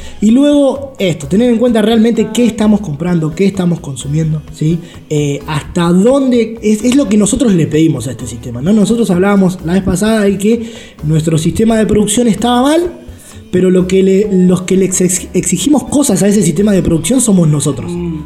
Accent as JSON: {"language": "Spanish", "country": "Argentina", "said": "porque es algo que nosotros como argentinos consumimos un montón."}